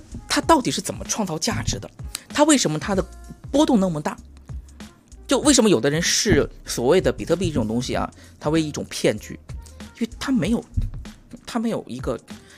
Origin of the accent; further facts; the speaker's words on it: Yichang, Hubei, China; 我们家其实就我老家就是湖北宜昌，就是我们就是宜昌是在有两个大电站就是葛洲坝跟三峡的情况下，也不能保证说时刻都有电